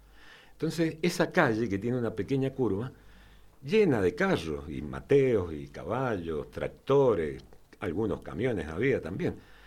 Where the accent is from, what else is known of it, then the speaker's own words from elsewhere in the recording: San José de Mayo, San José, Uruguay; Yo nací ahí en San José. Bueno, nací en el hospital Emilio Civil, allá en el parque, ¿no? Pero uh-huh. Mis primeras horas fueron ahí en San José, muy cerquita de la terminal